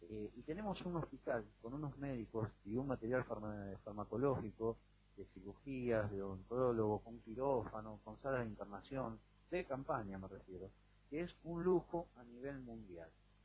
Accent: Argentina; Como no tenemos dos, y yo soy argentino, hubiese preferido de que ese hospital esté atendiendo

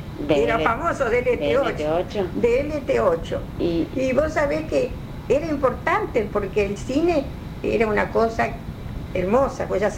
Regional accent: Rosario, Santa Fe, Argentina; soy rosarina, por supuesto.

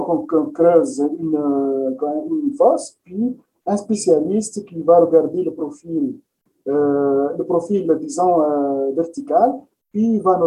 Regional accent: Quebec, Canada; chez nous au Québec

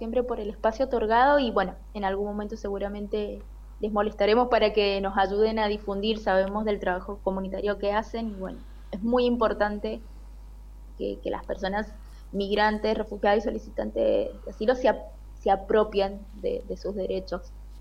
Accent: Argentina; nosotros, que somos argentinos

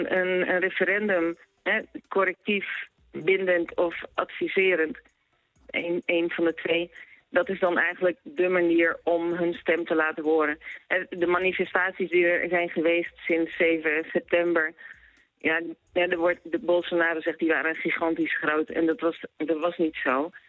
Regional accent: Netherlands; now in Brazil; Nee, wat ik merk, ik ben zelf geen Braziliaan, ik ben Nederlander.

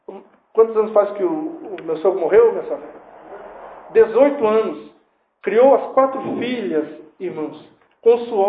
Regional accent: Curitiba, Paraná, Brazil; mas você tem que sair do teu, por vezes, comodismo que nós temos como curitibano e receber as pessoas em casa.

